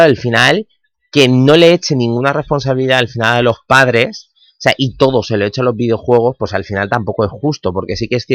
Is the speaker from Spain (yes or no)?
yes; Spain; en esto de los videojuegos los españoles estamos aquí muy a tope